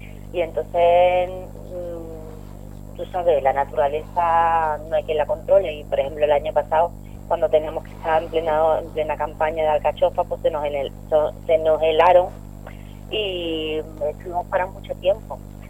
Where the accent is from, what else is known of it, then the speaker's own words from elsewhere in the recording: Andalusia, Spain; Vale, yo soy andaluza